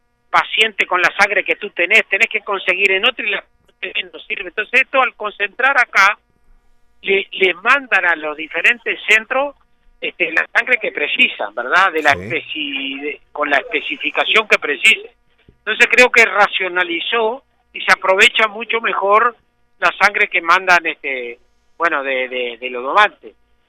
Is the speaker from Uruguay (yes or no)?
yes; Uruguay; vamos arreglando como los uruguayos, atadito con alambre